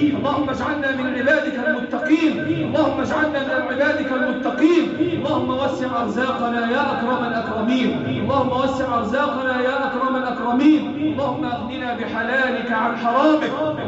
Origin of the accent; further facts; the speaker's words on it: Egypt; اللهم احفظ بلادنا مصر